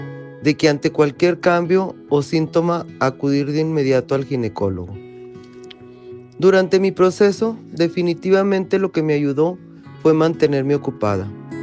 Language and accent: Spanish; Torreón, Coahuila, Mexico; sobreviviente de cáncer de mama. Tengo 59 años y soy originaria de Torreón, Coahuila.